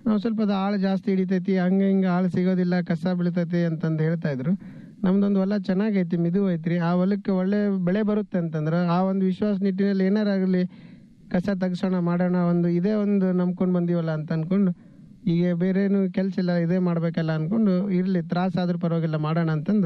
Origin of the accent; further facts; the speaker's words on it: Adapur, Karnataka, India; ನಮ್ಮ ಸ್ವಂತ ಊರು ಆದಾಪುರ್, ಲಿಂಗಸೂರು ತಾಲೂಕು, ಮುದಗಲ್ ಹೋಬಳಿ.